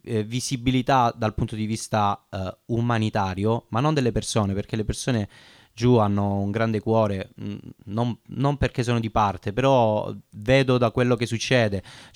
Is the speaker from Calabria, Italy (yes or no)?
yes; Cirò Marina, Calabria, Italy; io sono di quelle zone … ciao Pietro, sono di quelle parti, sono di Ciron Marina, che è poco distante da Cutro